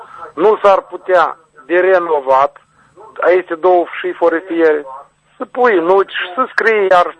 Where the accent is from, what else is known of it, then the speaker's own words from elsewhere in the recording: Nisporeni, Nisporeni District, Moldova; Eu sunt toată din Nisporeni. … am zis, din Nisporeni.